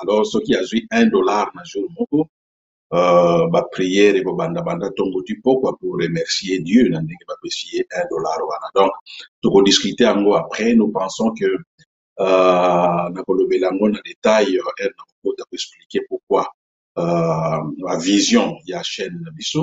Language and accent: French; DR Congo; moved away as an adult; now in South Korea; nazali congolais, 100% congolais, et je suis né au Congo, j'ai grandi au Congo, j'ai commencé mes études universitaires, primaires, secondaires, universitaires au Congo, et puis je me suis retrouvé, suite na situation ya mboka na biso, je me suis retrouvé na mboka ya Corée du Sud.